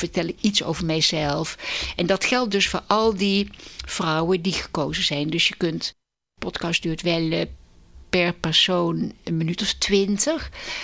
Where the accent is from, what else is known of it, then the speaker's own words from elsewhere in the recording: Den Bosch, North Brabant, Netherlands; also born or lived in Tilburg; Nou, ik ben geboren in Tilburg en opgevoed in Den Bosch, Brabant. En ik kom uit een hoogstburgerlijk gezin.